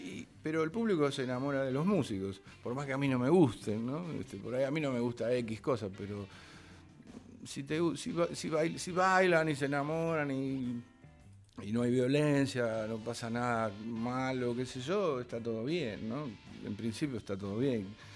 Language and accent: Spanish; Buenos Aires, Argentina; yo nací en Buenos Aires, pero mi papá fue un peón de campo, de Bolívar, mi mamá fue una costurera de campo de Las Flores, y yo me crié en Buenos Aires